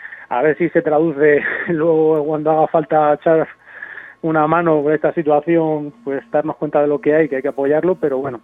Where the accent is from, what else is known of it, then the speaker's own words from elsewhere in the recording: Cartagena, Region of Murcia, Spain; Yo soy de Cartagena, por ejemplo, y también había al principio, cuando era joven, un certamen del ayuntamiento